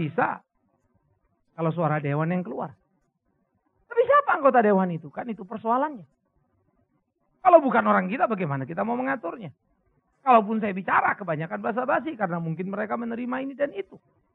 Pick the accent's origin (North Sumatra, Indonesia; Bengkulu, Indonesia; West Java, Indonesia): North Sumatra, Indonesia; Pematangsiantar; Setiap tanggal 26 pasti saya sudah ada di Sumatera, di Siantar.